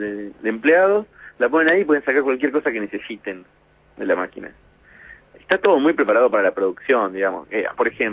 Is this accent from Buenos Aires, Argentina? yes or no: yes; Buenos Aires, Argentina; now in San Francisco, United States; San Francisco es una ciudad para nosotros que vinimos de Buenos Aires, muy cómoda, muy agradable